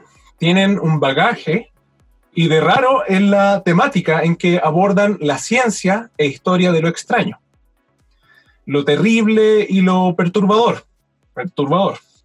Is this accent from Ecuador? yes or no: no; Chile; Porque yo, siendo chileno, gustándome muchísimo la mitología